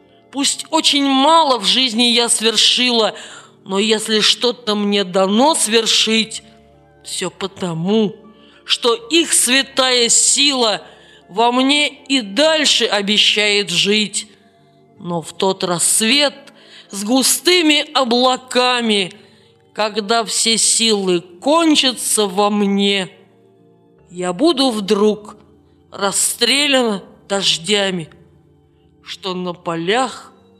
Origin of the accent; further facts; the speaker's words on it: Saint Petersburg, Russia; С 1980 года я живу в моем родном городе Санкт-Петербурге.